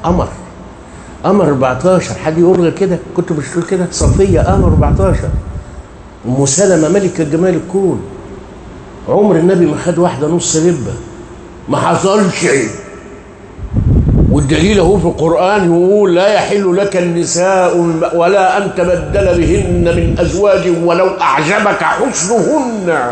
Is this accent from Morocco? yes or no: no; Egypt; واجعل بلادنا مصر رخاء رخاء